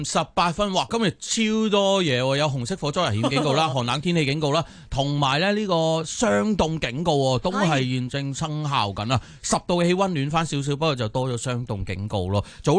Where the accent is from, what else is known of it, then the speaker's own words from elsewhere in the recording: Hong Kong; 睇下我哋香港人可能日日都食。